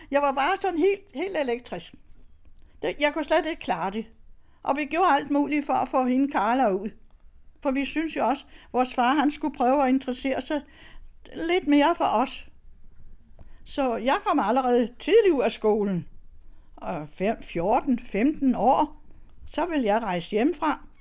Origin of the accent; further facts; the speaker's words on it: Støvring, Central Denmark Region, Denmark; Jeg er vokset op i Støvring ved Randers, og der er jeg både født og vokset op.